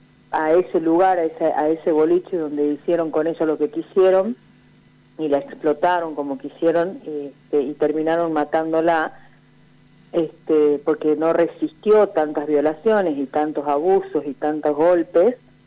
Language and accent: Spanish; Tartagal, Salta, Argentina; Yo soy de Tartagal, nacida y criada la mitad de mi vida en Tartagal, provincia de Salta, que estamos a 50 kilómetros de la frontera.